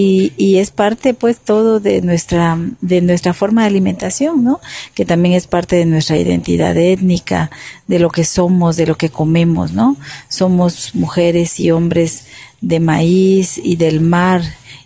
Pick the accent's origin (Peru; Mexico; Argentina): Mexico; Juchitán, Oaxaca; soy cuchiteca, soy de la Asamblea de Pueblos Indígenas del Istmo en defensa de la tierra y el territorio. Y pues estamos en Juchitán